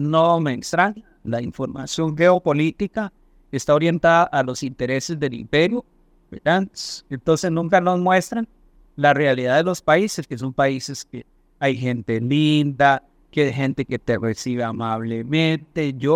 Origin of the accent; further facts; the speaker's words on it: Costa Rica; Por lo menos como costarricense